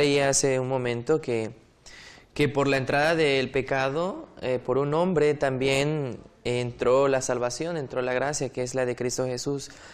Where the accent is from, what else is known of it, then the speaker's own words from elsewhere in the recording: Tabasco, Mexico; Soy estudiante de la Facultad de Teología. Soy del estado de Tabasco, soy sureño